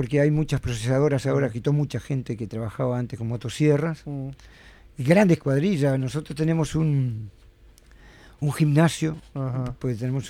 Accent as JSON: {"language": "Spanish", "region": "Montevideo", "country": "Uruguay", "tie": "born or raised there", "lives_now": "Cerro Colorado, Uruguay", "said": "No, yo soy oriundo acá de Montevideo."}